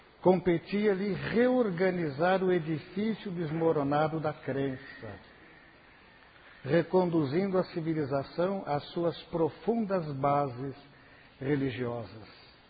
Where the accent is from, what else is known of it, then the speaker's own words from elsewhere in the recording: Mirassol, São Paulo, Brazil; Eu sou de Mirassol. Mirassol é uma grande cidade, uma das maiores cidades deste país.